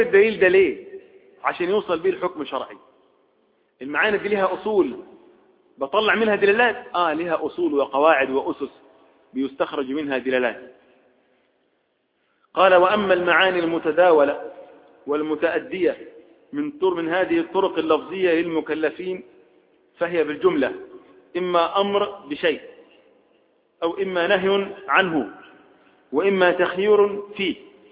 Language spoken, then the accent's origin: Arabic; Egypt; احنا عندنا في مصر عرف، اهل بحر لهم عرف، اهل الصعيد لهم عرف